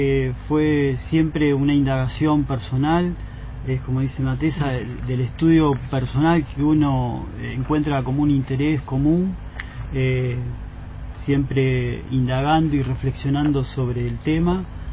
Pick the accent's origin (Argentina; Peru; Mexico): Argentina; La Plata, Buenos Aires Province; Bueno, yo soy de La Plata, nací acá, me formé en la ciudad de La Plata, ingresé en la universidad en la década del 90 y me recibí en el 97